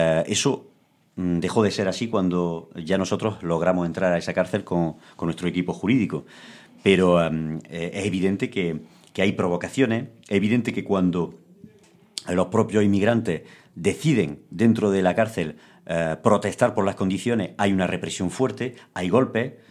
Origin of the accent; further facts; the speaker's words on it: Spain; nosotros, un pueblo como el español, que ha sido un pueblo de inmigrantes